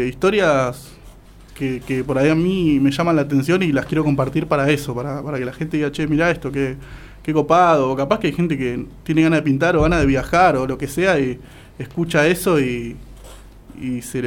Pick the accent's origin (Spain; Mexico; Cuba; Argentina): Argentina; González Catán, Buenos Aires Province; yo soy González Catán, viste, yo me crié en González Catán